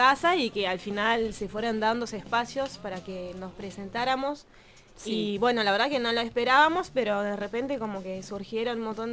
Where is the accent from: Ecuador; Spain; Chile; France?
France; Spanish is a second language; moved away as an adult; Sí, yo igual nací en Francia y viví toda mi vida en Francia.